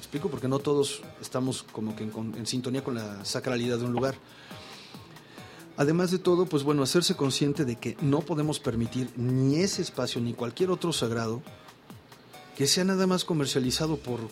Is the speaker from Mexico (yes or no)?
yes; Mexico; Pero nosotros como mexicanos